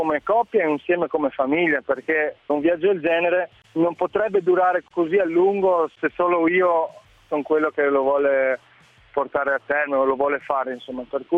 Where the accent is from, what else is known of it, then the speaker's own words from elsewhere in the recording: South Africa; Sono cresciuto in Sudafrica, ho avuto un po' questa infanzia frastagliata